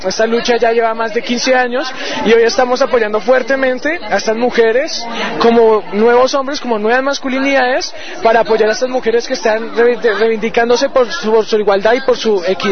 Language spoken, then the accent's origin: Spanish; Bogotá, Colombia; soy de Bogotá, Colombia.